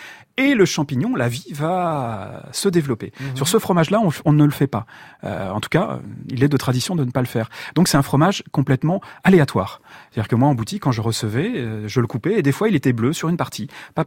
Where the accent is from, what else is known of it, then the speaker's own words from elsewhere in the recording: Auvergne-Rhône-Alpes, France; Moi je suis de la Drôme, et en Drôme et en Ardèche, on est sur des zones qui commencent à être sérieusement arides.